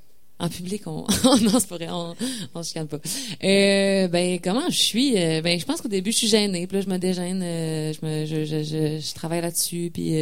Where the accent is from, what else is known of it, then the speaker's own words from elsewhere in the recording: Quebec City, Quebec, Canada; je viens de Québec, puis comme artiste, comme radio, je pense que ça amène des défis supplémentaires d'être hors métropole